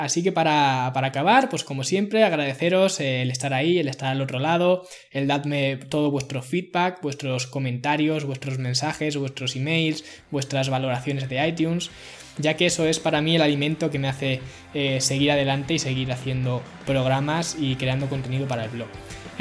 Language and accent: Spanish; Ciudad Real, Castilla-La Mancha, Spain; Yo no soy de una gran ciudad, soy de Ciudad Real, que tiene menos de 100.000 habitantes.